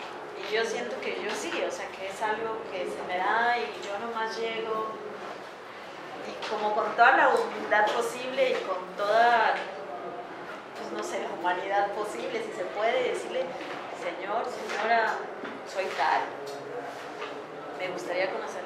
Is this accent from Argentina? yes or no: no; Mexico; la masacre fue en mi país, me da mucha vergüenza